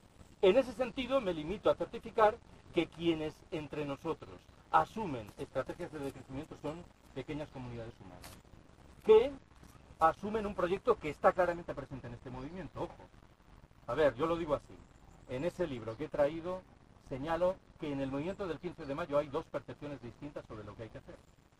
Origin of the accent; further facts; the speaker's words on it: Galicia, Spain; Repito que yo soy gallego.